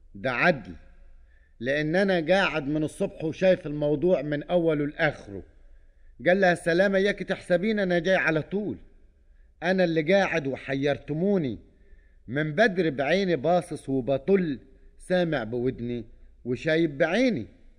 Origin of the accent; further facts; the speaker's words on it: Upper Egypt, Egypt; احنا عندنا في الصعيد نقول اللحية مش على الدجن